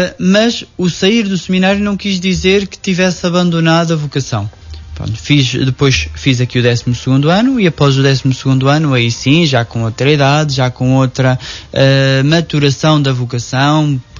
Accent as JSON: {"language": "Portuguese", "town": "Nogueira", "country": "Portugal", "said": "comunidades que constituem Nogueira. Foi um dia de festa, festa não só por eu celebrar a primeira missa na minha terra"}